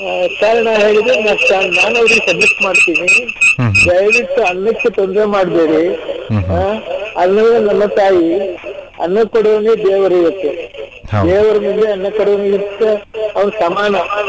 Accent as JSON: {"language": "Kannada", "town": "Kavoor", "region": "Karnataka", "country": "India", "said": "ಭಾಗಮಂಡಲ ನಾಡಿನಲ್ಲಿ ನಮ್ಮ ಊರು ಕಾವೂರು ಅಂತ"}